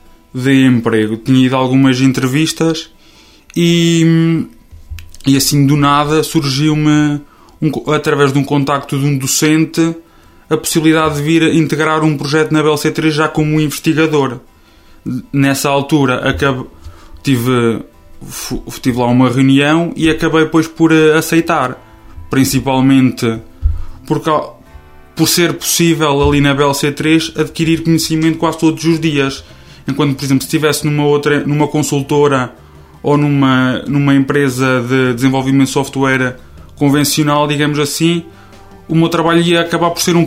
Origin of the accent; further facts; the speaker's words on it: Pescelada, Coimbra, Portugal; tenho 24 anos e sou de Pescelada. Comecei o meu percurso académico sempre segui em Tábua, até ter chegado ao 12º ano e decidi vir estudar aqui para o Oliveira do Hospital.